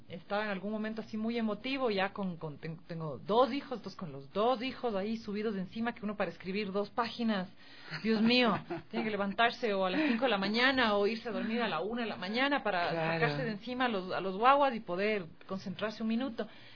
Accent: Ecuador; ¿vos sabes cómo somos nosotros los ecuatorianos de muy dados?

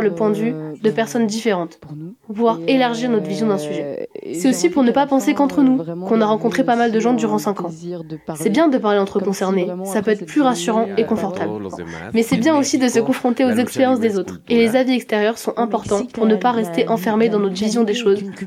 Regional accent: Saint-Étienne, Auvergne-Rhône-Alpes, France; Rien que parce qu'on est stéphanois ou stéphanoise, qu'on fréquente la MJC, ou que tout simplement, on est des ados.

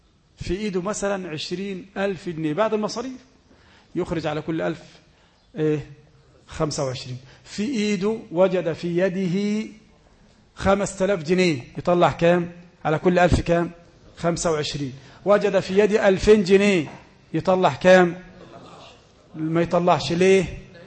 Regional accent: Egypt; أي واحد يسلم دلوقت مثلا عندنا في مصر يسلم

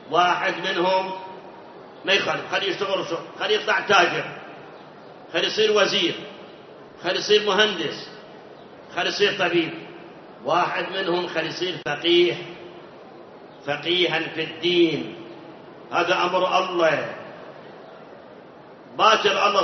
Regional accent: Iraq; الآن عندنا بالعراق، أنا ما أعرف خارج العراق، عندنا بالعراق مناطق بالمئات صلاة ما يصلي

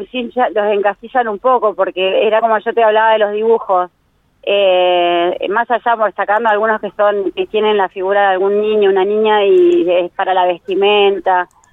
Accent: General Pico, La Pampa, Argentina; yo soy de Pico. Este año hace 15 años que vengo acá consecutivo.

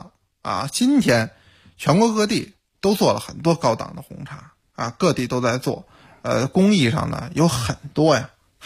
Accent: northern China, China; 咱们作为北方人，你吃那熏味儿的辣味儿的东西就不多。

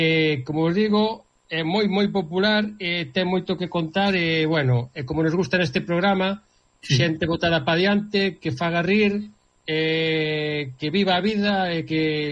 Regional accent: Quiroga, Galicia, Spain; amiga de redes sociais e da miña terra, Quiroga

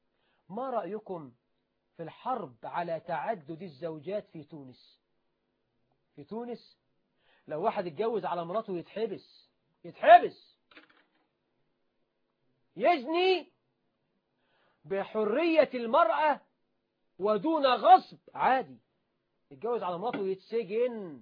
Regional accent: Egypt; وأخذها المسؤولون عندنا في مصر والحمد لله.

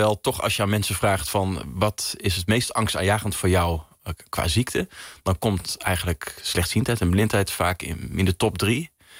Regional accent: Netherlands; also born or lived in Belgium; Ik ben een Nederlander, dus ik wilde graag terug ook naar Nederland voor de opleiding.

